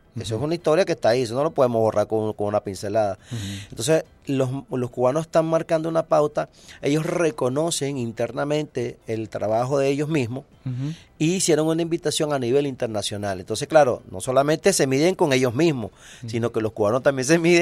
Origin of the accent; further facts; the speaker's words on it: Venezuela; así como somos los venezolanos